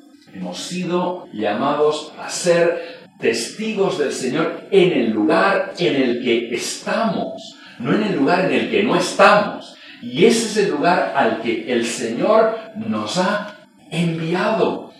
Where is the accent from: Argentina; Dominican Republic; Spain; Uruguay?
Spain; Premià de Mar, Catalonia; Cuando yo paso por la autopista en Premia, mi pueblo queda debajo.